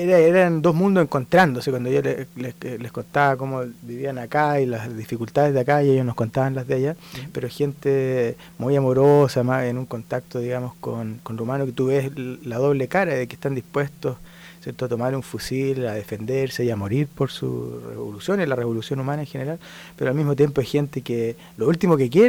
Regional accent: Santiago, Santiago Metropolitan Region, Chile; born there; Yo nací aquí en Santiago.

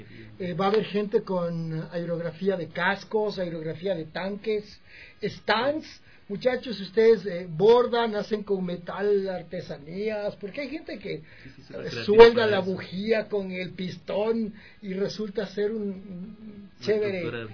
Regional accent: Ecuador; Venimos desde Ecuador.

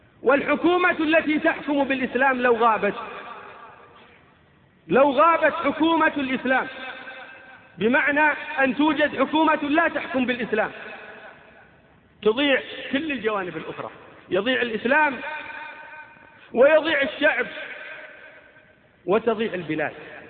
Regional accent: Saudi Arabia; نحن أبناء المملكة العربية السعودية

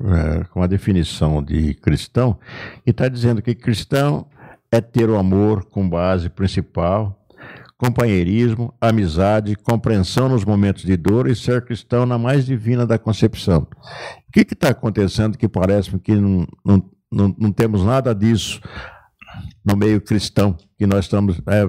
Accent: Leme, São Paulo, Brazil; born there; Eu nasci em Leme, quase divisa com o Santo Espírito do Pinhal, né?

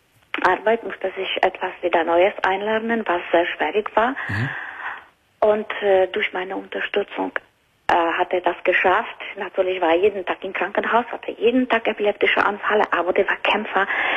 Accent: Luxembourg; German is a second language; Aus Benelux-Ländern. Aus Luxemburg.

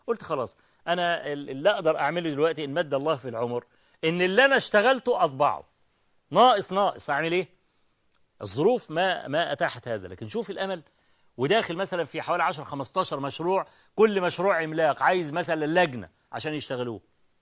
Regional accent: Egypt; عندنا في مصر

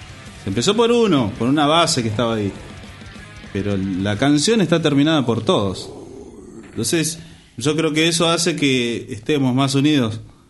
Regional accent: Paraguay; Sin ir más lejos, soy paraguayo.

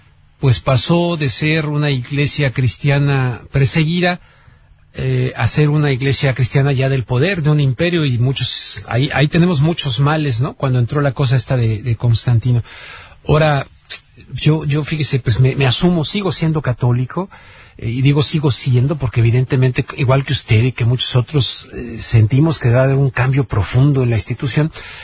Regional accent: Mexico; hay medias pobres sobre la lectura en mi país, no muy bien colocado México

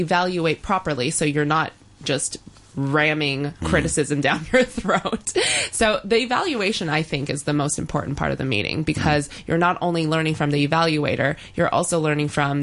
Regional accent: United States; I'm from the States.

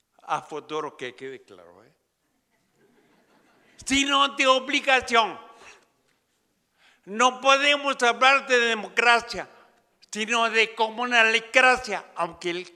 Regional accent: Oaxaca, Mexico; en los zapotecos, de donde yo vengo, aunque no hablo zapoteco, que quede claro, pero soy serrano zapoteco.

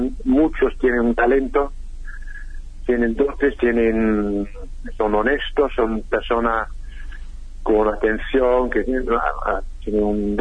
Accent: United Kingdom; Spanish is a second language; now in Argentina; hay algunas cosas que son mejores en mi país, en el Reino Unido, que en Argentina, pero otras cosas que son peores.

